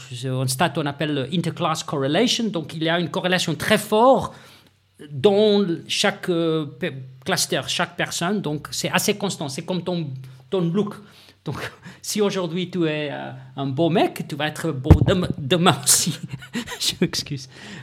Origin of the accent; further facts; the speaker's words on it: South Africa; French is a second language; Je viens de l'Afrique du Sud